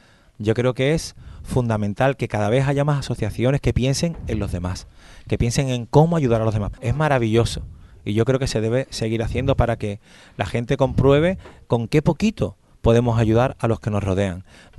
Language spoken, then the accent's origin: Spanish; Andalusia, Spain; porque yo soy de Andalucía y conozco esa asociación